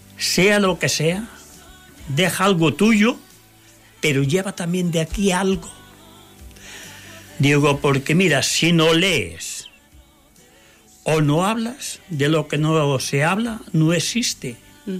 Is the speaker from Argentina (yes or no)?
no; Galicia, Spain; now in Germany; Porque yo estuve como gallego, también fui a dar mi vuelta a Alemania.